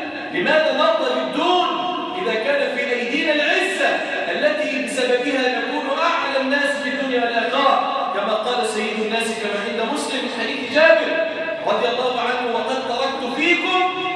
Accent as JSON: {"language": "Arabic", "town": "Damietta", "region": "Damietta Governorate", "country": "Egypt", "said": "اللهم اجعل بلادنا دمياط واحة للأمن والأمان"}